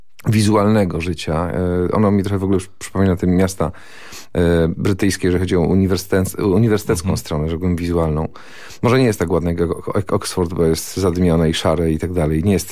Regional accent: Greater Poland Voivodeship, Poland; Ale mentalnie chyba jestem taką mieszanką rozmaitych rzeczy, czyli urodziłem się i wychowałem mentalnie w Wielkopolsce

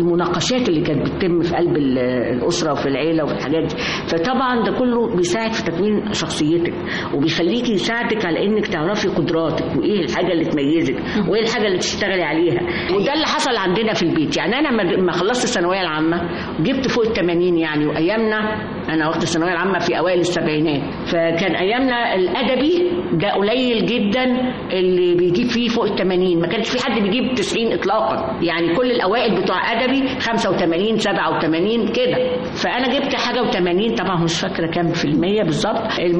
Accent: Alexandria, Alexandria Governorate, Egypt; إحنا من اسكندرية أصلا، وكنا بنروح طبعا مع أجازة الصيف بنطلع على جدتي وجدي ونقعد بقى.

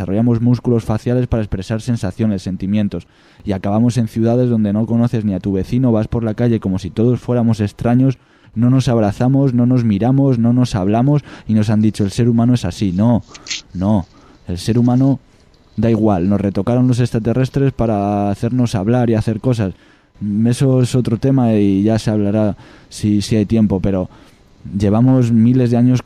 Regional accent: Extremadura, Spain; Yo en Extremadura, en mi pueblo, hay vacas, hay toros

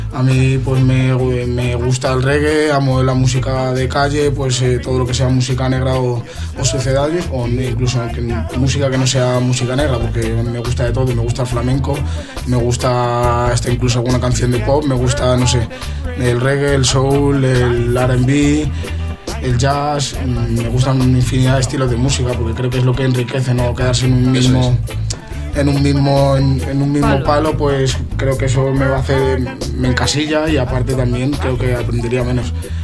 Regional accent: Malabo, Bioko Norte, Equatorial Guinea; now in Spain; yo soy de Bososo, ¿sabes? Soy Bubi y nada, de Malabo soy realmente. De ahí donde mi familia, de donde viene mi madre, mi papá, son los dos guineanos. Y nada, pues hemos estado afincados en España pues prácticamente toda nuestra vida.

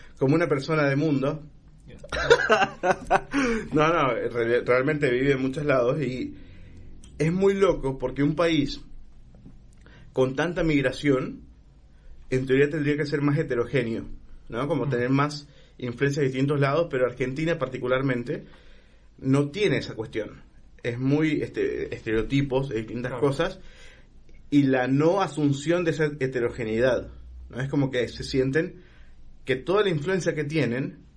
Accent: Honduras; moved away; yo no sueno como hondureño. No hablo como hondureño porque hace mucho tiempo estoy acá y porque antes de estar acá viví en muchos países que no hablaban como hondureños, claramente.

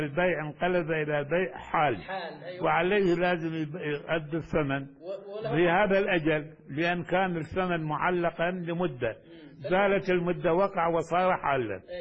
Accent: Baghdad, Baghdad Governorate, Iraq; مثل كما عندنا في بغداد. يعني إلى الآن كنت أتذكر هذا

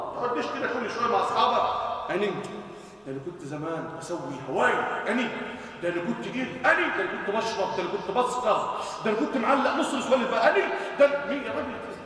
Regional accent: Egypt; وأن يجعل بلادنا مصر سلماً أماناً سخاءً رخاءً وسائر بلاد

